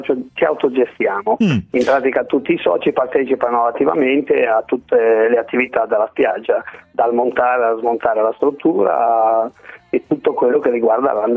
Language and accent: Italian; Liguria, Italy; anche se siamo liguri, non è tanto risparmio